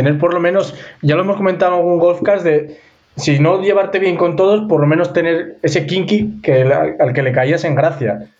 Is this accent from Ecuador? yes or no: no; Ponferrada, Castile and León, Spain; born there; Yo nací en Ponferrada porque mis padres vivían en Bembibre.